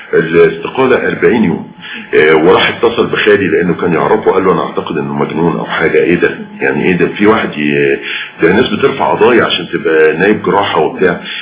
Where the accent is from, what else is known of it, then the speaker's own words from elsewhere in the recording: Cairo, Cairo Governorate, Egypt; انا ما رحتش اسوان غير مرتين للأسف، وبالتالي فانا ابن القاهرة